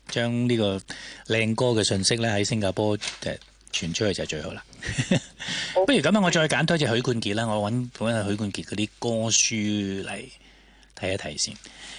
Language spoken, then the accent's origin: Cantonese; China; 尤其是我哋中國人可以溝通，真係開心啦